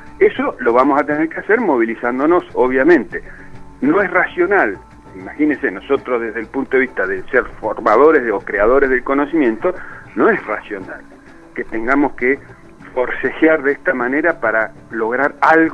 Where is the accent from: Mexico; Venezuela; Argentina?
Argentina; Neuquén; Yo soy justamente de la Patagonia, yo soy de Neuquén.